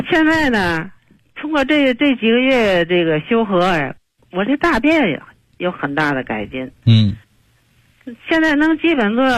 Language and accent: Chinese; Tianjin, China; 我是天津的，河北区的。